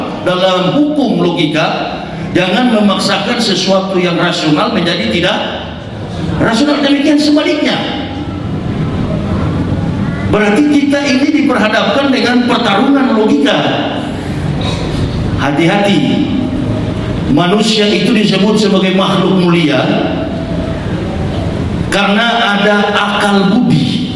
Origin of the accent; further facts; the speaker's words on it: Manado, North Sulawesi, Indonesia; Tidak mudah kami orang Manado bisa menembus yang namanya gerbang hidayah kalau bukan karena kecakapan intelektual.